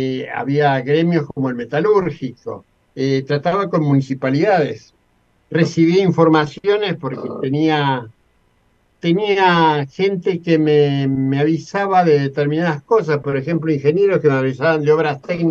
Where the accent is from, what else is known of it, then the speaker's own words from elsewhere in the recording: Argentina; donde yo no podía figurar como argentino por las cosas que iba a hacer.